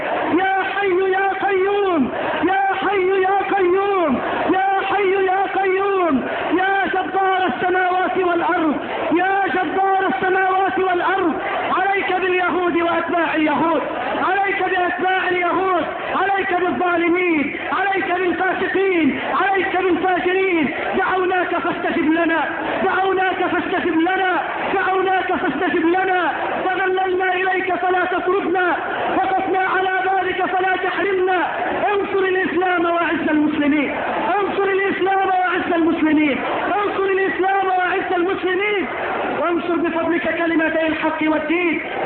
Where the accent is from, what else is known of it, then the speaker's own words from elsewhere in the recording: Egypt; اللهم اجعل بلدنا مصر بلد الامن والامان، اللهم اجعل مصرنا بلد الامن والامان